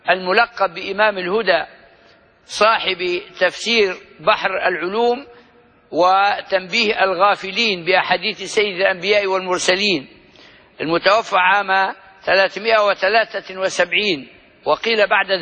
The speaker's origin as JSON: {"language": "Arabic", "country": "Libya", "accent": "Libyan", "said": "استعمال لغوي معروف عندنا في لهجتنا الليبية"}